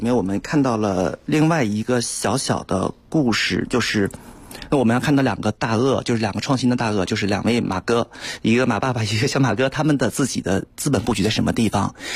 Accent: Beijing, China; 其实我们北京人不太熟悉的另外一个品牌叫哈罗

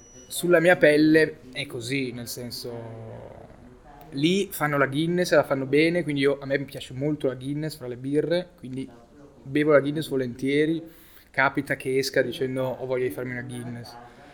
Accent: Milan, Lombardy, Italy; Io sono nato a Milano, ho vissuto a Milano.

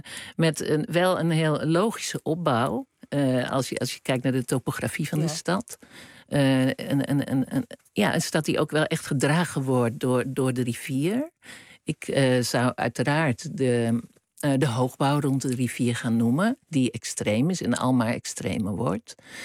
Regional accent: Utrecht, Netherlands; moved away as an adult; toen ik naar Rotterdam ging, vond ik dat helemaal niet. Ik kwam uit Utrecht.

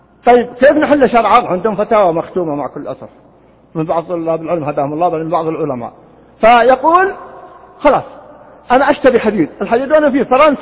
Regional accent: Riyadh, Riyadh Province, Saudi Arabia; كان يسمى عندنا في الرياض قديمنا الجفرة في الديرة

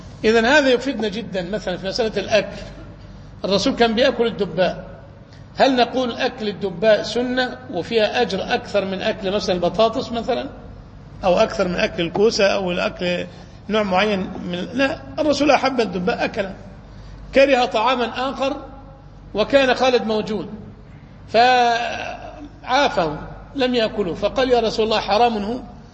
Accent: Cairo, Cairo Governorate, Egypt; عندنا في القاهرة الناس مش من عادتهم يلبسوا العمامة

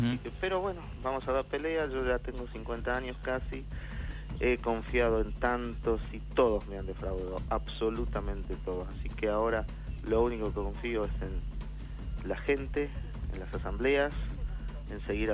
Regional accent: Argentina; empezar a luchar como argentinos, tratando de reflotar el país nosotros

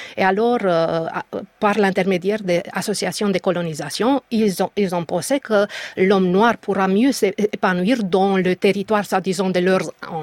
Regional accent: Romania; French is a second language; j'estimais que je n'avais pas assez de distance critique par rapport à mon pays d'origine.

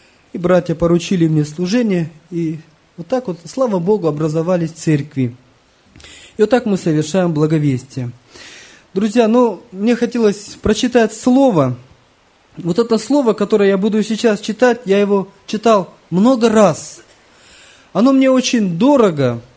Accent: Kazakhstan; Я смотрю, одни казахи. Кто будет проводить собрание? Среди нашей группы я всего один казах.

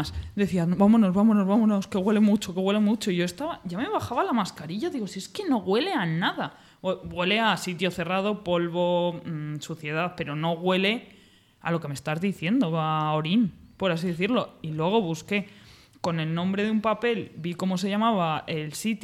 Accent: Segovia, Castile and León, Spain; yo soy de Segovia y las casas de mi zona, las casas abandonadas, son las típicas casas abandonadas de labradores

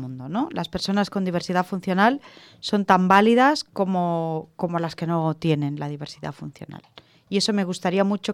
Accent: Catalonia, Spain; Es que soy catalana yo.

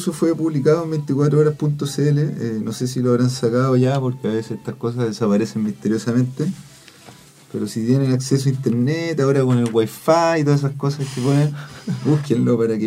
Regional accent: Atacama, Chile; yo vivo en mi pueblo donde viví toda la vida, por ejemplo, en el Valle del Huasco

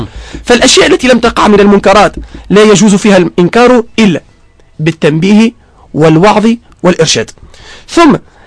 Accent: Tunisia; أنا كمواطن تونسي ليست لي أي سلطة أو أي صلاحيات

